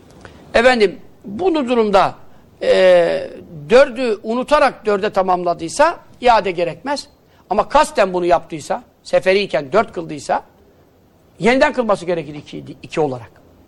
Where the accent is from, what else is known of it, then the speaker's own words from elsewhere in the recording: Yeğenli, Giresun, Turkey; Yeğenli köyündenim ben. Çocukluğumda gittiklerimde çok da gidemedim, hakkını veremedim yani memleketimin.